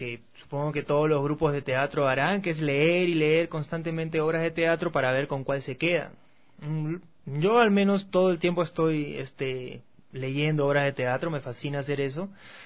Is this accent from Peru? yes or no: yes; Peru; Ya soy peruano, ecuatoriano, por parte de padre.